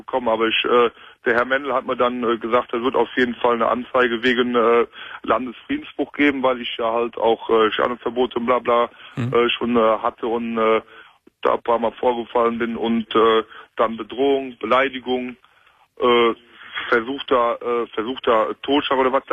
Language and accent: German; Cologne, North Rhine-Westphalia, Germany; Ich bin Kölner durch und durch.